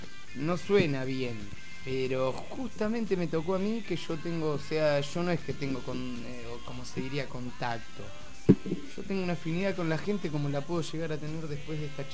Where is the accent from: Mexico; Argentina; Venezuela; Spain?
Argentina; Necochea, Buenos Aires Province; born there; now in La Plata, Argentina; Yo nací en Necochea, pero hace 20 años que vivo en La Plata. No me considero platense típico, pero soy más platense que de Necochea.